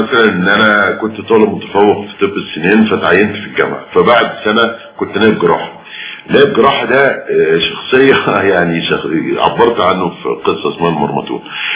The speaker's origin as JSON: {"language": "Arabic", "town": "Cairo", "region": "Cairo Governorate", "country": "Egypt", "tie": "born or raised there", "said": "انا ما رحتش اسوان غير مرتين للأسف، وبالتالي فانا ابن القاهرة"}